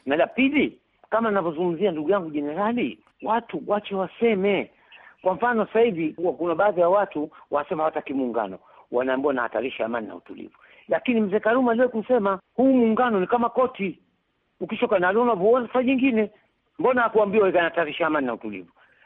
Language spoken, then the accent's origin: Swahili; Zanzibar, Tanzania; hawana haki ya kuniambia mie kama Mtanzania, mimi kama Mzanzibari nizungumze nini.